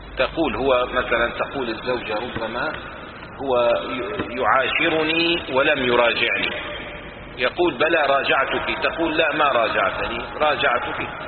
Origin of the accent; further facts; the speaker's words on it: Syria; مثلا عندنا في سوريا كان الدولار مثلا 50 ليرة